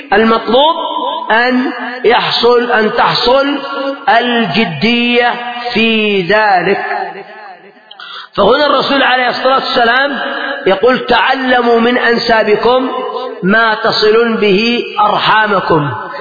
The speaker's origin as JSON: {"language": "Arabic", "country": "Yemen", "said": "قد ذكروا عندنا في اليمن"}